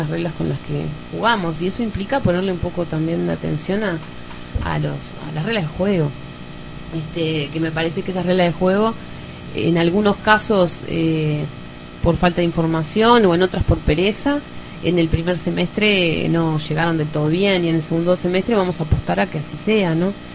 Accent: Uruguay; yo siempre digo que somos bien el uruguayo, siempre le buscamos la vueltita a todo.

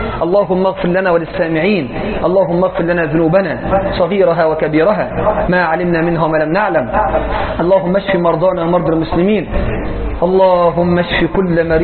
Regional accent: Egypt; اللهم اجعل بلدنا مصر واحه للامن والامان والسلم والاسلام

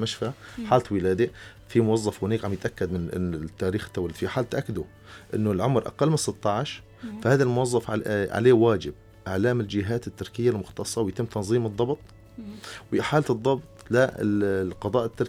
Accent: Syria; مثل ما عندنا في سوريا بالمحكمة ممكن شخص يوكل محامي

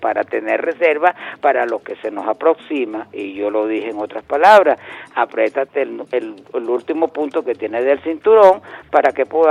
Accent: Venezuela; Somos dignos, somos venezolanos, somos independientes, somos anti-yanqui y somos chavistas.

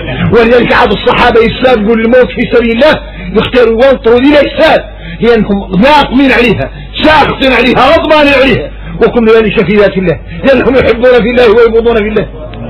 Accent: Mauritania; احنا موريتاني نعرفوا شكل من النفاق

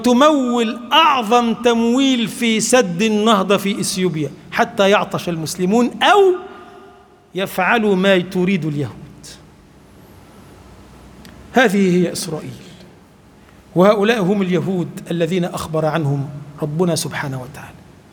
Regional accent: Egypt; اللهم اجعل بلدنا مصر بلدا آمنا مطمئنا

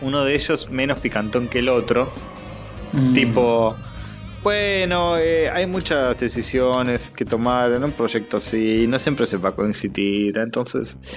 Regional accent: Argentina; Soy argentino, nunca disparé un arma.

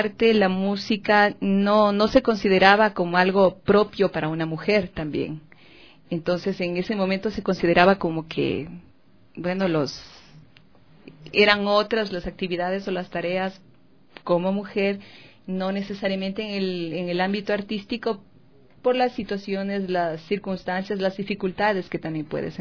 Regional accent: Quito, Pichincha, Ecuador; A los 4 años nos trasladamos a la ciudad de Quito, por eso tú debes ver, yo crecí con padres adoptivos justamente por esta situación, y crecí con ser lejos de mis hermanos, lejos de papá y de mamá, y claro, al venir acá a la ciudad, a la capital

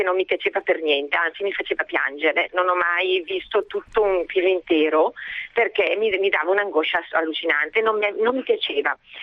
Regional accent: Brescia, Lombardy, Italy; io non sono pugliese, sono di Brescia.

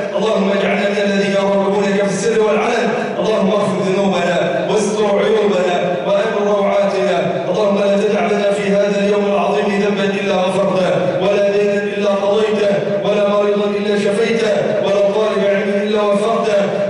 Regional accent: Egypt; اللهم اجعل بلدنا مصر أمن الأمانة

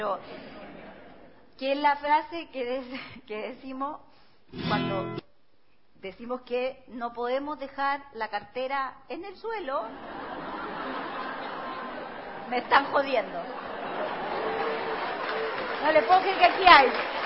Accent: Temuco, Araucanía, Chile; yo nací en Temuco, por lo tanto viví 15 años allá, yo crecí con esta frase.

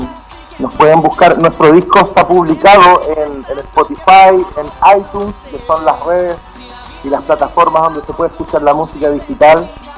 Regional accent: Rancagua, O'Higgins, Chile; Nosotros somos de acá, de Rancagua, amigo.

